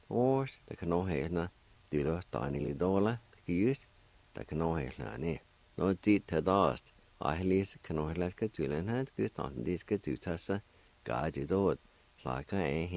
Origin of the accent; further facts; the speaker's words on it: Jay, Oklahoma, United States; Richard and I grew up together in Jay, been good friends for a long time